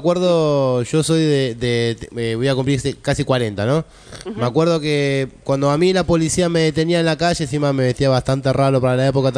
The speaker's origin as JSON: {"language": "Spanish", "town": "Moreno", "region": "Buenos Aires Province", "country": "Argentina", "said": "vos decís el conurbano, yo soy de Moreno. Bueno, Moreno es el distrito número uno de gatillo fácil y trata de blanca, ¿no?"}